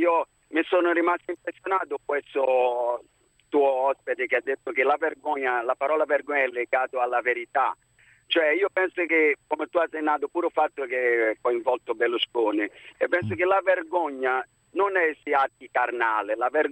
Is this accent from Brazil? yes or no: yes; Brazil; Sono brasiliano.